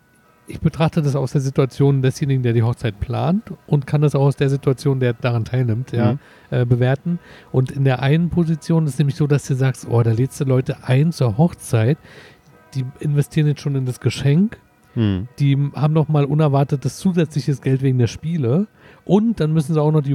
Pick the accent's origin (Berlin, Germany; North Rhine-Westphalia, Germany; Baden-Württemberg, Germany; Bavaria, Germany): Berlin, Germany; Also als Berliner kenne ich die nur als Marienkirche.